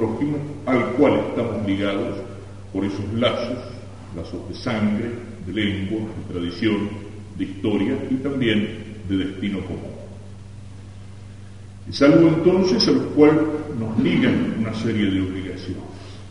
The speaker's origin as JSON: {"language": "Spanish", "country": "Argentina", "said": "también tendremos que santificarnos como argentinos, en el amor a la propia patria."}